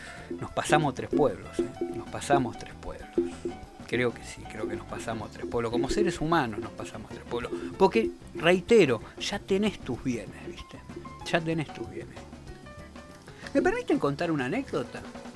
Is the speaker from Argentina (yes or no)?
yes; Argentina; ¿Vos sabés que soy argentino como vos?